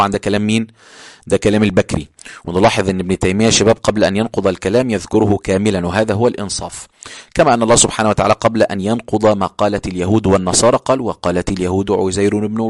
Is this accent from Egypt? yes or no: yes; Egypt; accent: Egyptian; يعني دي لهجتنا احنا في مصر، ان احنا بنتكلم بسرعه شويه